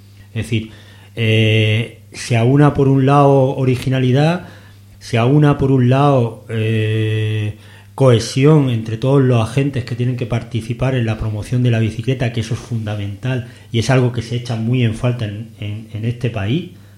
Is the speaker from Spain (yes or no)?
yes; Murcia, Region of Murcia, Spain; yo, que vengo de Murcia